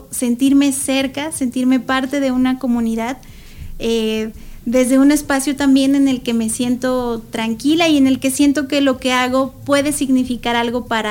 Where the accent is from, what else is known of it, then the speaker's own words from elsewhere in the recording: Taxco, Guerrero, Mexico; en Taxco, yo soy de Taxco, Guerrero